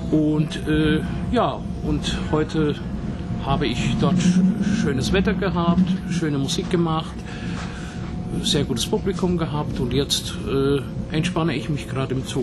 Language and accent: German; Pfändhausen, Bavaria, Germany; Ich komme aus der Nähe von Würzburg, also mehr aus der Nähe von Schweinfurt, was ja 30 Kilometer von Würzburg weg liegt. Ja, da komme ich her aus einer kleinen Ortschaft, die nennt sich Pfenthausen, ist zwischen Schweinfurt und Bad Kissingen.